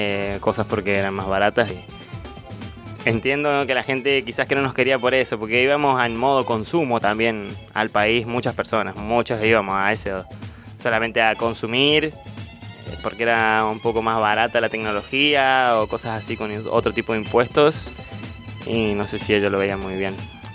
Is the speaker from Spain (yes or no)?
no; Mendoza, Argentina; Yo que soy yo soy de Mendoza, una provincia colindante con Chile.